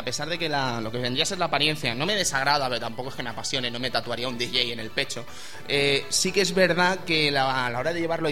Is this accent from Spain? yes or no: yes; Spain; Y yo soy español